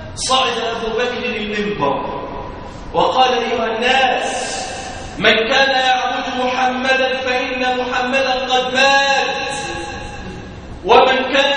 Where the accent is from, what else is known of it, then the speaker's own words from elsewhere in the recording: Damietta, Damietta Governorate, Egypt; اللهم احفظ بلادنا دمياط واجعلها واحة للأمن والأمان